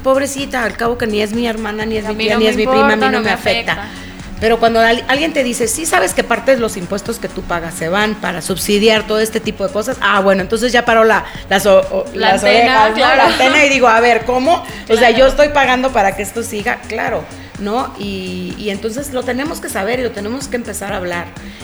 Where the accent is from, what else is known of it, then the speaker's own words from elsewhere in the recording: Mexico; cuánto nos cuesta a ti y a mí como mexicanos estar soportando esa situación